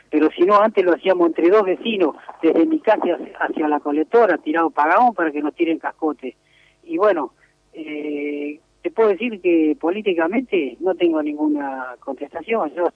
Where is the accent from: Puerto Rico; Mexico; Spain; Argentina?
Argentina; Santa Fe; now in Moreno, Argentina; yo no soy de acá de Moreno, así, digamos, oriundo de Moreno, yo soy de Santa Fe, pero vine a vivir acá y es como que me siento un morenense ya.